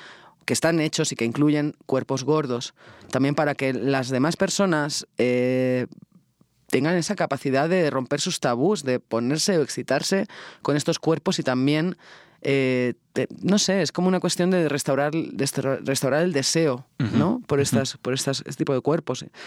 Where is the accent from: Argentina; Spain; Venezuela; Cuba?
Spain; la Idoia y yo como españolas teníamos esta cosa de... Estamos en México